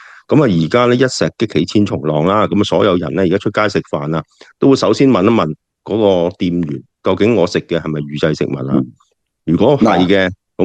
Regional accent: Guangdong, China; 我们吃那些类似我们广东人叫扣肉

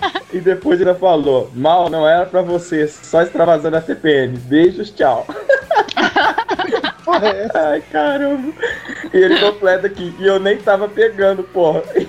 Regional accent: Rio de Janeiro, Brazil; tenho 23 anos, sou do Rio de Janeiro, capital

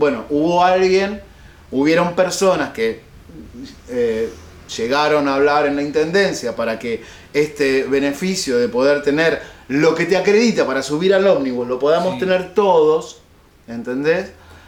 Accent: Buenos Aires, Argentina; Porque yo soy como porteño bastante mal hablado.

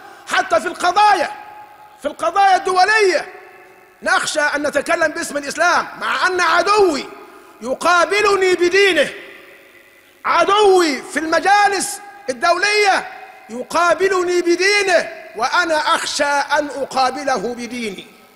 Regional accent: Egypt; وليسلخونا كمصريين من انتمائنا لبلادنا

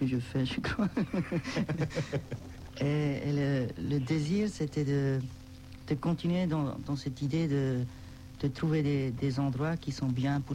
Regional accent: Switzerland; Je suis suisse, quoi.

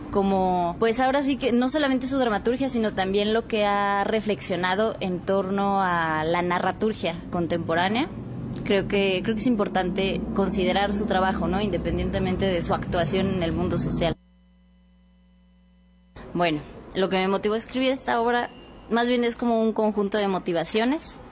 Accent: Mexico; creo que como mexicanos hemos hecho obviamente nuestra hegemonía

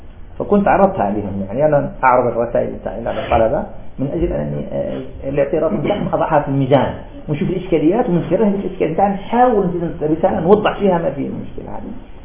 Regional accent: Algeria; طالب علم عندنا في الجزائر

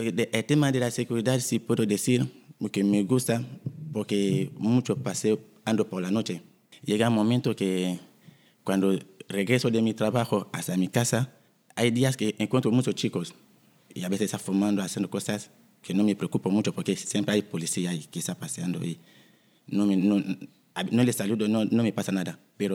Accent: DR Congo; Soy de la República Democrática del Congo.

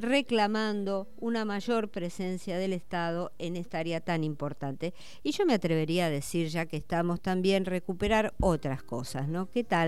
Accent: Argentina; Hoy, como argentino y expendedor que hace más de 40 años que estoy en el rubro, estoy más que contento.

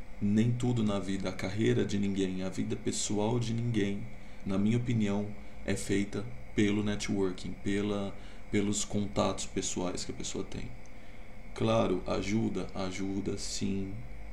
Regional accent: Ribeirão Preto, São Paulo, Brazil; also born or lived in Rondônia; now in Campinas, Brazil; Eu não sou daqui, de Campinas, que é onde eu estou morando agora. Eu sou de Rondônia, nasci lá. Logo pequeno fui morar em Ribeirão Preto com a minha avó

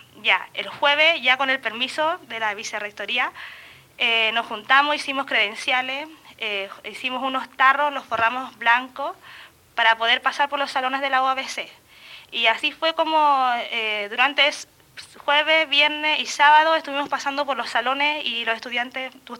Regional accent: Chile; now in Ensenada, Mexico; yo en mi país, bueno, en mi país se caracteriza por ser un país muy solidario

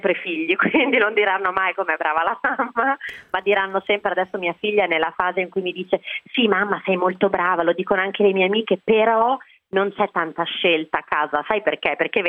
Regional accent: Campania, Italy; Io sono una campana, quindi con un amore folle per il sud e per la cucina mediterranea

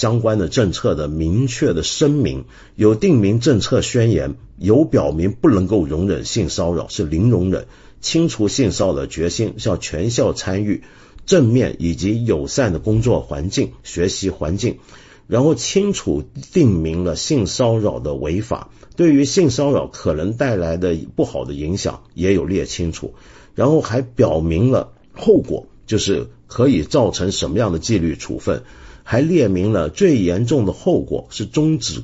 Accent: Hong Kong; 我平常批评最猛几十年来都是我自己的城市，我的老家香港

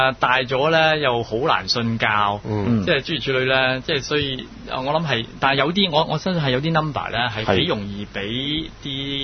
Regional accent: Guangdong, China; 我哋广东人就系叫咩咧？

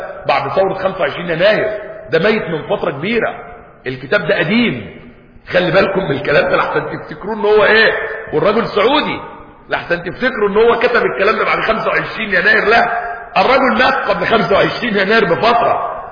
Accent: Egypt; احنا عندنا في مصر تقريبا فوق ال 80 مليون ميزو.

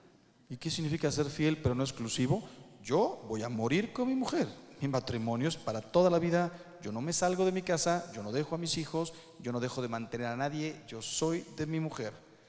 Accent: Mexico; No quiero hablar mal de mi país, soy mexicano

